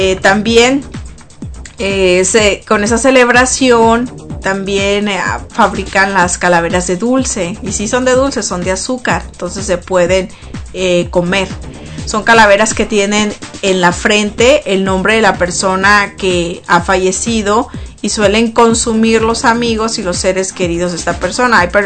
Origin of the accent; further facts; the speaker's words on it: Mexico; tradición es muy bonita en México. Cuando ya ahorita se viene el Día de los Muertos, por lo menos en mi tierra, en mi pueblo, por allá, venden flores